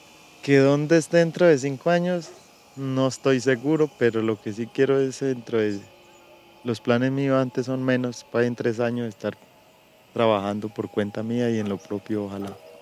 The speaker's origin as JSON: {"language": "Spanish", "region": "Caquetá", "country": "Colombia", "tie": "born or raised there", "also_born_or_lived": "Tolima", "said": "yo me siento caqueteño en donde vaya. A pesar de que yo no fui nacido en el Caquetá, yo nací por ahí en el Tolima. Pues eso es lo que dicen mis papás, que yo estaba de brazos cuando ellos se fueron para el Caquetá."}